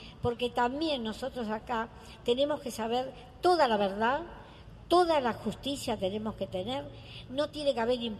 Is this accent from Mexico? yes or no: yes; Mexico; ¿Cómo? Bueno, no puedo, no me acuerdo, tengo que leer. Yo soy mexicana.